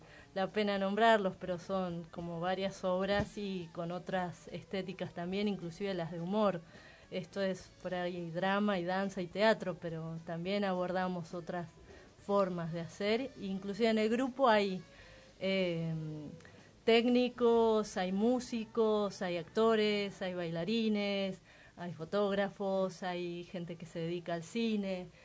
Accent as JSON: {"language": "Spanish", "region": "Río Negro", "country": "Argentina", "said": "yo soy patagónica, soy de Río Negro, o sea que el viento ha sido parte de mi vida en un modo muy intenso."}